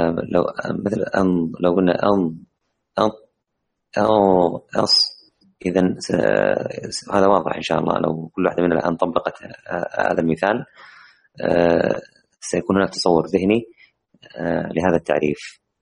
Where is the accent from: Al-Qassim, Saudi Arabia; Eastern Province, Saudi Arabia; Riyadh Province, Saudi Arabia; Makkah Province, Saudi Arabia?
Makkah Province, Saudi Arabia; Jeddah; إحنا نحن كلنا من منطقة مكة المكرمة، لعلنا نجد هذا الكتاب بإذن الله في مدينتنا، مدينة جدة.